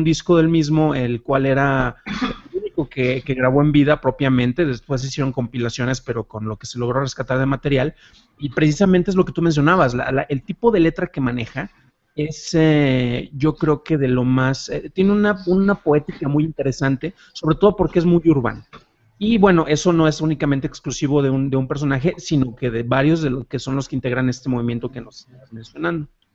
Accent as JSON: {"language": "Spanish", "region": "Jalisco", "country": "Mexico", "lives_now": "Mexico City, Mexico", "said": "Yo soy originario de Jalisco"}